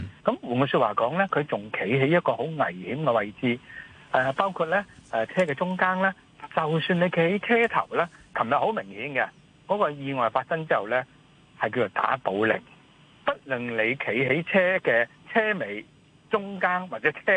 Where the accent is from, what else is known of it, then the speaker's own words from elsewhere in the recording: Hong Kong; 亦都系我哋香港人揸车咧，经常会犯嘅事嘅。